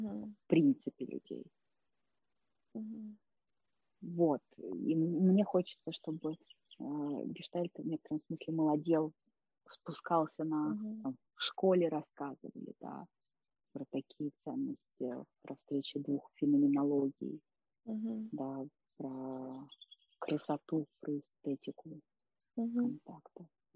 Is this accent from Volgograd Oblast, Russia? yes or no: no; Saint Petersburg, Russia; Это какой-то мир, когда вот там ходила все детство в Эрмитаж, да, а сейчас я думала, ну да, вот сначала был очень интересен этот египетский зал.